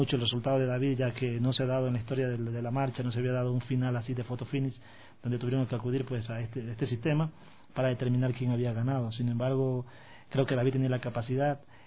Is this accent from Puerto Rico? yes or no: no; Babahoyo, Los Ríos, Ecuador; Yo soy de provincia, yo vengo de la provincia de Los Ríos. Yo nací en Babahoyo, y vengo de una provincia donde técnicamente el deporte pues es nulo